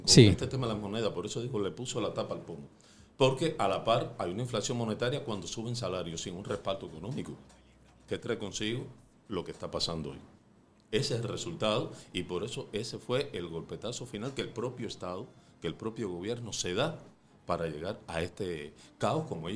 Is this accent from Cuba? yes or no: yes; Cuba; moved away as an adult; yo salí de Cuba hace exactamente ya siete meses, así que todavía estoy calientito de haber salido de allá.